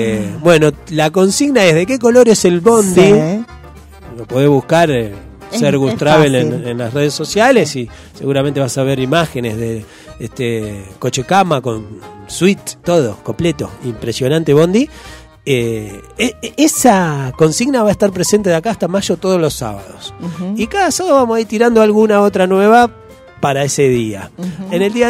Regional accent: Banfield, Buenos Aires Province, Argentina; Pero sí recuerdo mi niñez en Banfield, los sábados escuchando los vinilos

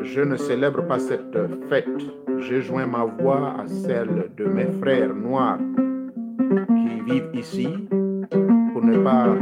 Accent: Gabon; les génies, on les appelle chez nous en Gabon et même en Afrique

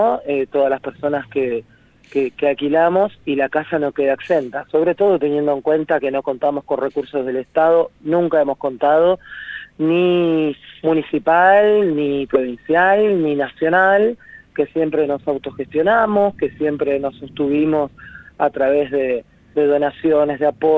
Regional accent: San Justo, Buenos Aires Province, Argentina; la mayoría de las compañeras que hoy habitamos la casa somos de San Justo, Loma del Mirador, Tablada, Celina.

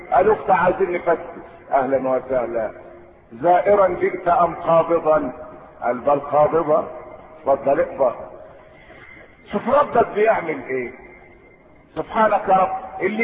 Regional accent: Egypt; احنا مصريين ايه اللي خبلنا بعض

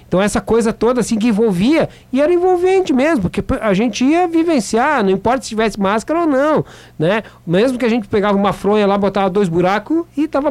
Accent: Uruguaiana, Rio Grande do Sul, Brazil; na minha infância lá em Uruguaiana, né?

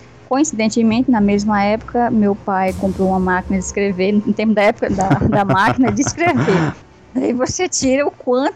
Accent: Santa Inês, Maranhão, Brazil; moved away; also born or lived in São Luís; Eu nasci em São Luís do Maranhão, mas nessa época, eu estava com 5 anos, eu morava no interior dessa cidade, que era Santa Inês

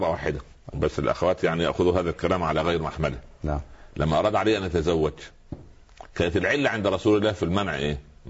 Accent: Upper Egypt, Egypt; حتى عندنا في الصعيد اسمه سخل برضه.

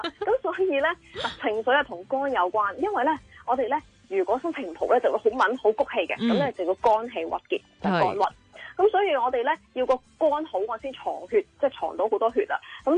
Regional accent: China; 点解头发系黑色呢，即係起码我哋中国人啦。

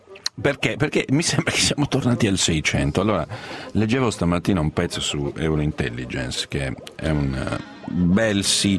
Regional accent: Sardinia, Italy; io sono sardo e basta.

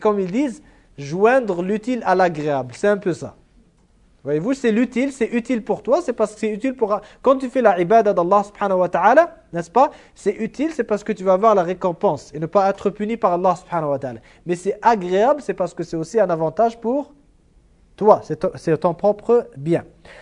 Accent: Iran; Moi, je viens de l'Iran, je suis chiite d'origine

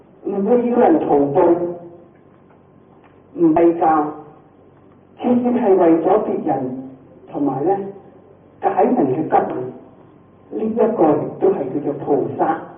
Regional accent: China; 我哋中國人喜歡精簡

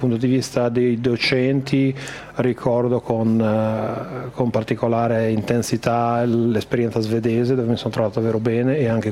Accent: Bologna, Emilia-Romagna, Italy; moved away as an adult; also born or lived in Modena; io sono un po' come … nel senso che io sono un modenese trapiantato a Bologna fin da una tenera età, da 6 anni, e poi dove sono stato fino al 1990.

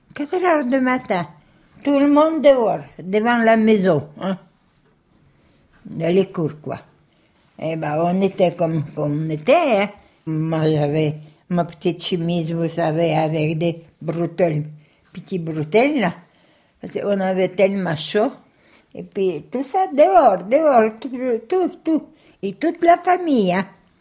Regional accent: Russia; Si j'avais dit que je suis russe et puis tout ça, bien sûr, on m'a ramené dans les camps russes.

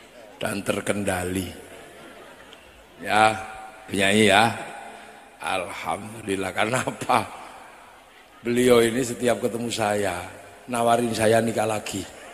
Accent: Java, Indonesia; Saya ini orang Jawa, tapi bukan Jawa Cirebon.

